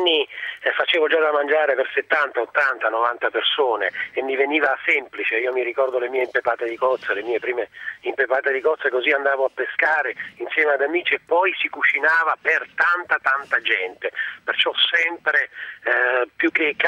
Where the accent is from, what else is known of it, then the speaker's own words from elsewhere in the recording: Naples, Campania, Italy; Sì, da buon napoletano, sai, nella vita succede sempre di tutto.